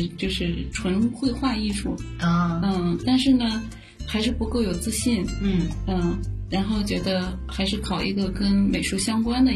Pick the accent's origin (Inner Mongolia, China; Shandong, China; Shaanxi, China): Shandong, China; Linyi; 我们不在城市，我出生在山东临沂的一个沂蒙山区。我们那个山区里是各个地方过去的，就是它是一个军工区域，军工厂。